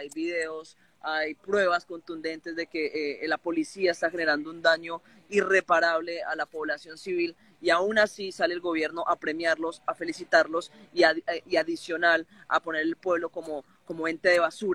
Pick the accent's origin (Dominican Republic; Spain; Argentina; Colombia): Colombia; nos hemos tenido que aguantar como pueblo colombiano la masacre de nuestros líderes sociales y pueblo campesino en Colombia